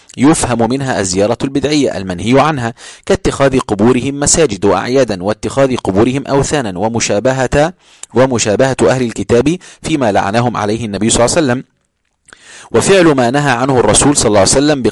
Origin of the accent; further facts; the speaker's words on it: Egypt; كل هذا شاب أنا شفته رأيته بعيني في قرى عندنا في مصر